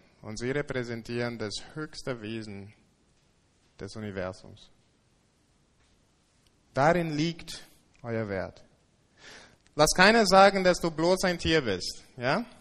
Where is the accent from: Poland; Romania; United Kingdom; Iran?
United Kingdom; England; now in Germany; Ich komme aus England und in England, bevor ich nach Deutschland umgezogen bin